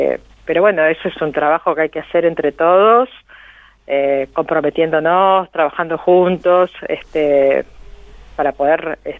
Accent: Argentina; nosotros como argentinos no nos tenemos que olvidar.

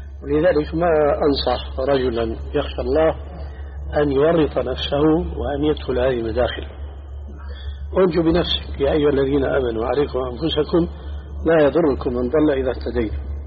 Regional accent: Levant, Syria; كما يقولون عندنا بالشام خليط مليط

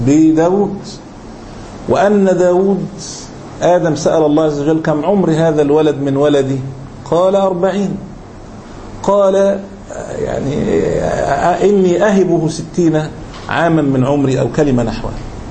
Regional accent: Egypt; مليم زي ما يقول احنا عندنا في مصر

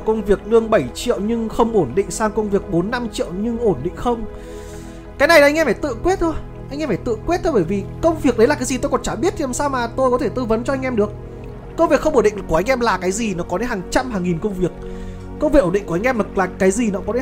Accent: Hanoi, Vietnam; nói chung tôi thì cũng là người ở Hà Nội, sinh ra lớn lên ở Hà Nội

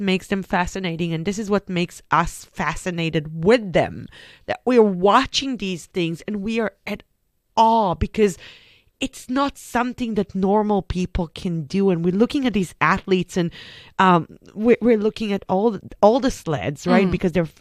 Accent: Israel; I'm coming from Israel. I literally grew up between the sea and the desert.

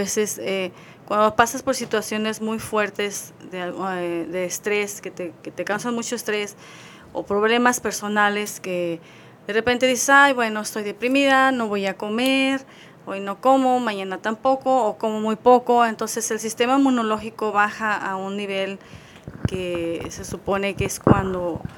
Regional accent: Guadalajara, Jalisco, Mexico; Soy de Guadalajara, Jalisco.

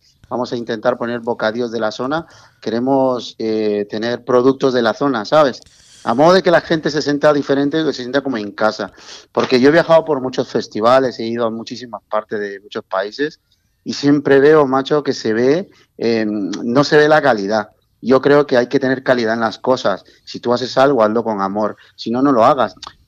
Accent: Mexico; now in Spain; yo soy mexicano, en realidad. Mexicano. Llevo aquí viviendo muchos años, llevo 41 años viviendo en España

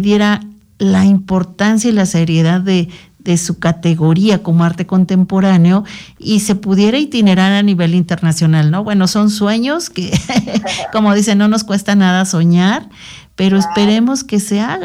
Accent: Mexico; otra formación que nos genere identidad, como en este caso como mexicanos.

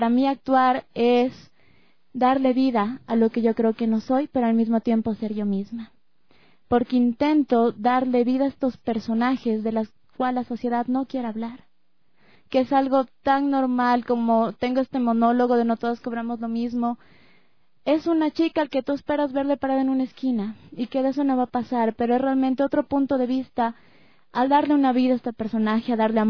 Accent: Ecuador; realmente a mí como ecuatoriana me llena de orgullo saber que el arte se está iniciando aquí.

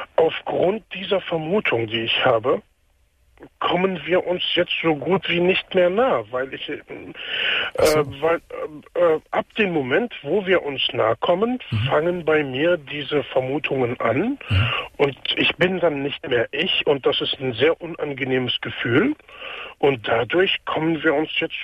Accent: Palestine; now in Germany; Das ist Palästina.

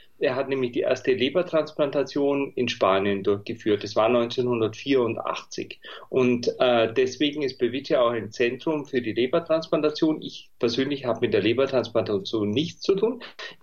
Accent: Bavaria, Germany; ich bin ein Bayer, das hört man vielleicht. Ich habe in München, oder nicht vielleicht, sondern ganz sicher, ich habe in München studiert

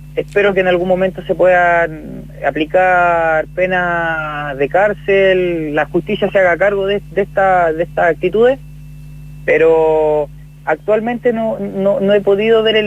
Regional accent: Chile; como pueblo, como gente chilena

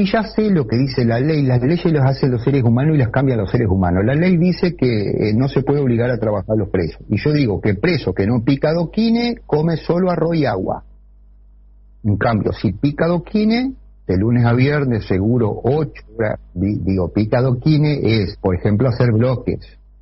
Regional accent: Paysandú, Uruguay; esta es porque yo soy de Paysandú

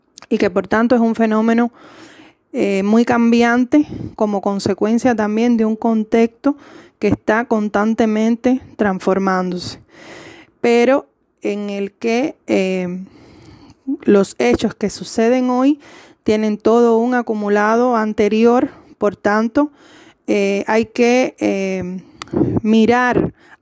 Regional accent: Cuba; uno de los que participan en este diálogo en rebeldía desde nuestra Cuba querida.

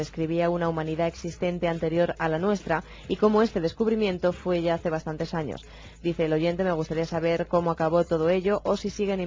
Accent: Valencia, Valencian Community, Spain; tengo 22 años y soy de Valencia.

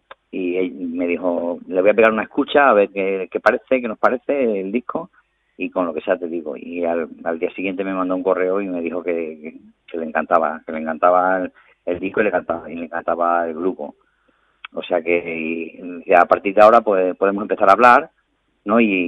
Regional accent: Torrejoncillo, Extremadura, Spain; Nosotros somos de Torrejoncillo, pero hemos vivido en Valdencín, que como te dije antes es donde ensayamos, una pedanía de Torrejoncillo, un pueblo pedáneo.

